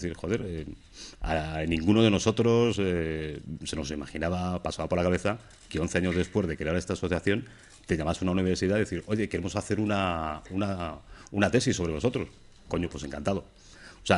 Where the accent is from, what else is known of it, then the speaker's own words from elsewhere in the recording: Madrid, Community of Madrid, Spain; encima somos de Madrid y luego después de Vallecas